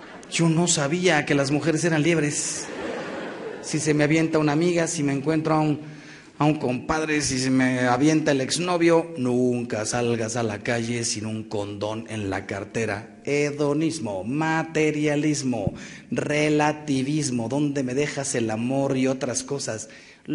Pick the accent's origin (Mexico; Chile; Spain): Mexico; los que salimos ganando somos los mexicanos.